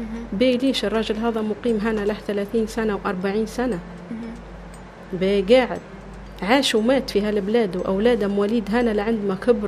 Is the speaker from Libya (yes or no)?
yes; Libya; هي مش ليبية وأنا ليبية